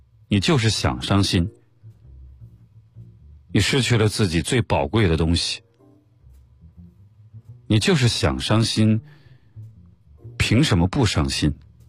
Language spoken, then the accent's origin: Chinese; Northeast China, China; 我很少喝酒，作为一个东北人，在外面我跟别人说自己不会喝酒